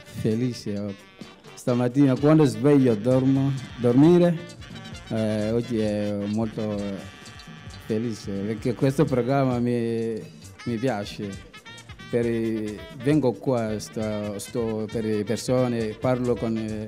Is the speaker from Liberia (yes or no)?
yes; Liberia; Italian is a second language; Io vivo in villaggio in Liberia.